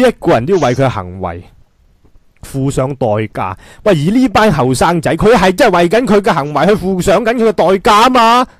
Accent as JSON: {"language": "Cantonese", "country": "Hong Kong", "said": "争取咗啲乜撚嘢呀帮我哋香港人"}